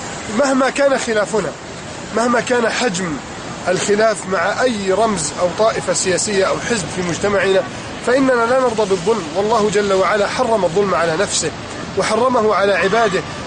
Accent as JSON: {"language": "Arabic", "country": "Egypt", "said": "وحفظ الله بلدي مصر"}